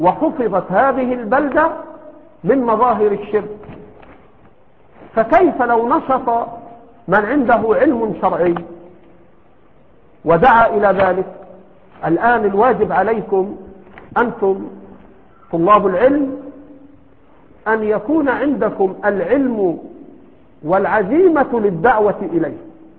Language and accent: Arabic; Egypt; إما أنه هنا عندنا في مصر إما أنه يجهل تلك الأصول